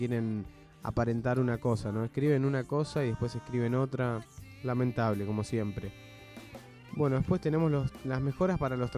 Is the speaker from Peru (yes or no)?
no; Berazategui, Buenos Aires Province, Argentina; Yo también, yo siempre viví en Berazategui. Amo Berazategui, soy un fanático de Berazategui.